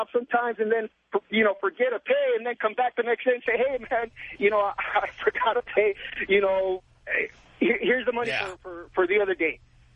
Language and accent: English; Santa Ana, California, United States; I grew up here in Santa Ana my whole life. And growing up, I mean, it's always been a part of not only family, but friends, but even the neighborhood.